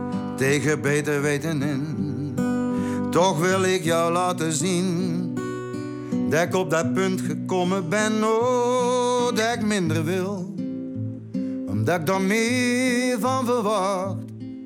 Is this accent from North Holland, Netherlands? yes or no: no; Knegsel, North Brabant, Netherlands; hij woonde nog in het dorp waar ik opgegroeid ben, Knechtsel.